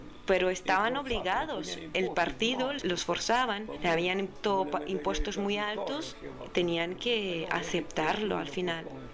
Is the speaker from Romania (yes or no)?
yes; Romania; en estos momentos me encuentro en mi pueblo, situado en el oeste del país